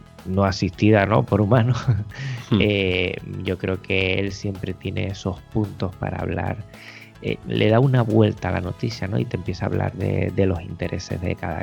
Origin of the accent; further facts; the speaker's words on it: Canary Islands, Spain; todos los que somos canarias lo identificamos enseguida.